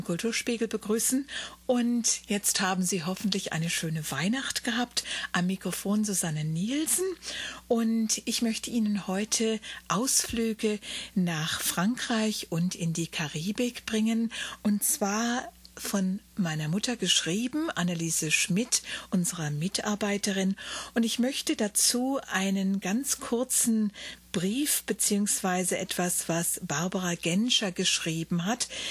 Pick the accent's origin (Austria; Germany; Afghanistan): Germany; Wiesbaden, Hesse; born there; Wiesbaden ist mein Geburtsort und dort sind meine Eltern nach vielen Jahren Ausland auch wieder hingezogen.